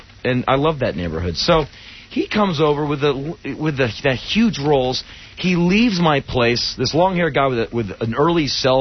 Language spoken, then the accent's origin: English; Washington, District of Columbia, United States; I grew up in Washington, D.C. I spent my life getting mugged.